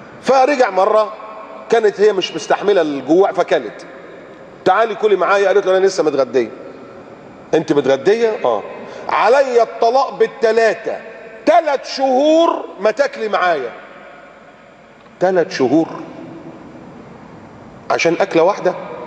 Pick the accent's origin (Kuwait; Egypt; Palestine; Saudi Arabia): Egypt; Alexandria, Alexandria Governorate; يقول لك اللي ساكن في مثلا في اسكندريه، عندنا في اسكندريه اللي ساكن في محطه الرمل او المنشيه ده هاي كلاس